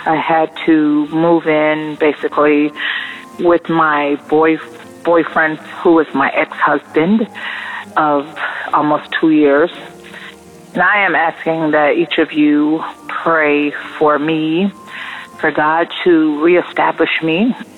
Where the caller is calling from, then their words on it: West Palm Beach, Florida, United States; I'm calling from South Florida, out here in West Palm Beach.